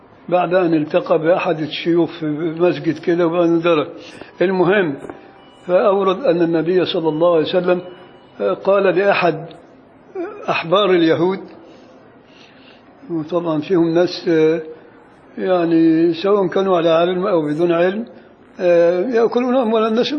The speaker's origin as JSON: {"language": "Arabic", "town": "Beni Suef", "region": "Beni Suef Governorate", "country": "Egypt", "said": "ده مثل شعبي عندنا في بني سويف"}